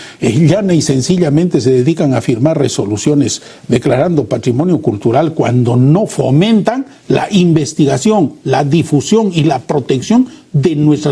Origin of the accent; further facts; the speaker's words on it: Arequipa, Peru; la contribución de los músicos de mi tierra para los géneros populares del Perú